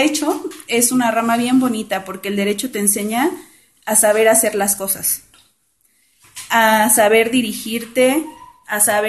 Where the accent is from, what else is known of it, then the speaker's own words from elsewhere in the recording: Iztacalco, Mexico City, Mexico; vivo aquí en Iztacalco, viví toda mi vida y ahorita, por cuestiones de mi vida, soy radico en Iztapalapa, pero todas mis actividades yo las realizo en la colonia agrícola oriental de Iztacalco.